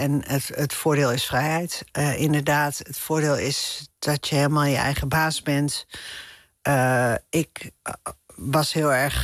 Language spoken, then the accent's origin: Dutch; Amsterdam, North Holland, Netherlands; ik vind het wel moeilijk voor te stellen dat ik weer terug ga naar de stad Amsterdam, waar ik vandaan kom. Ik kan me wel voorstellen dat ik uiteindelijk ook weer een iets bebouwdere omgeving zoek dan dat hele kleine dorpje waar ik nu ben.